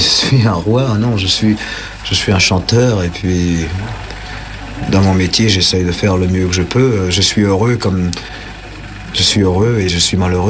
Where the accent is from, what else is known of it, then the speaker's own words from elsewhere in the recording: Paris, Île-de-France, France; puisque je suis né à Pigalle.